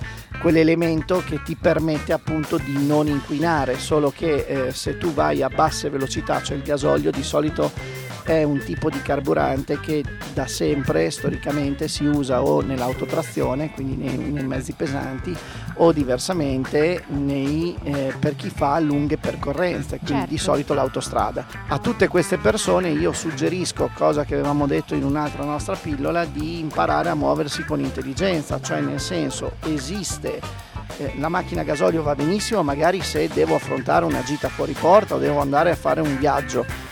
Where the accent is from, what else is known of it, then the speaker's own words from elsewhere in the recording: Bologna, Emilia-Romagna, Italy; come imprenditore sì, come bolognese ni